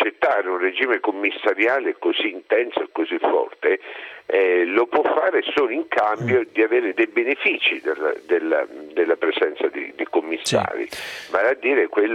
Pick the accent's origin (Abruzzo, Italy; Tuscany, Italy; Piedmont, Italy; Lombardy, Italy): Abruzzo, Italy; L'Aquila; prima ancora come aquilano, io sono convinto che ce la possiamo ancora fare